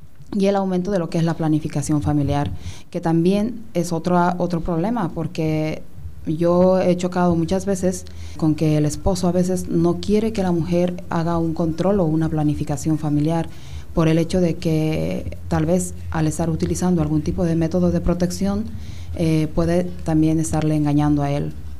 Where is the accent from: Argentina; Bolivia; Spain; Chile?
Bolivia; una realidad que tal vez la he vivido como médico en mi país